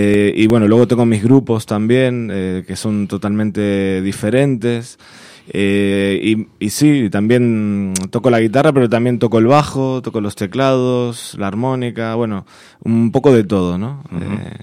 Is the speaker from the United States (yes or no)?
no; Buenos Aires, Argentina; accent: Argentine; now in Spain; Sí, sí, soy de Buenos Aires, Argentina. Digamos, lo del nombre artístico nace un poco a partir de venirnos aquí, uh-huh, a vivir a España, allá por el 2007.